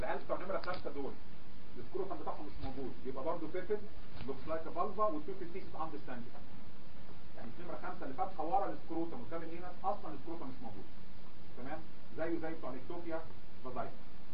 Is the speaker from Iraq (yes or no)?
no; Egypt; حتى احنا عندنا في مصر